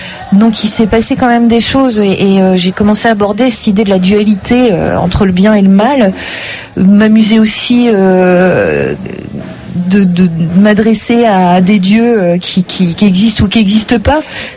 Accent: Hauts-de-France, France; je parle de brique parce que je viens du Nord

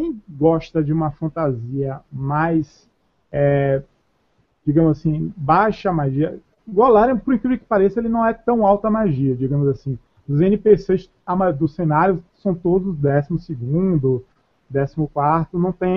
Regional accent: Salvador, Bahia, Brazil; Eu, como soteropolitano da Bahia, toda essa mistura de culturas, eu gosto bastante

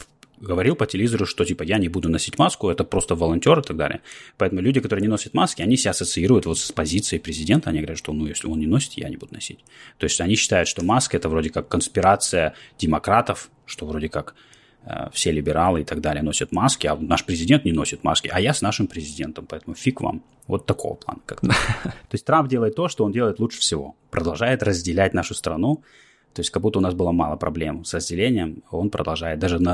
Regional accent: Russia; now in United States; но я, приехав из России

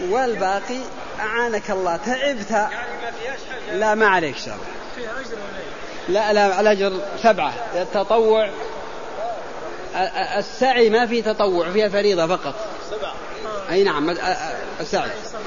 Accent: Al-Qassim, Saudi Arabia; أنا من القصيم وإنما نأتي أيام الحج، التوعية ودروس في الحرم بأيام الحج فقط، وإلا نرجع للقصيم بعدما تنتهي أعمال الحج.

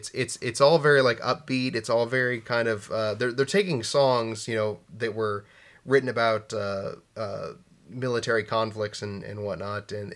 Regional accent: United States; Feel as an American, I should probably know that, but I didn't.

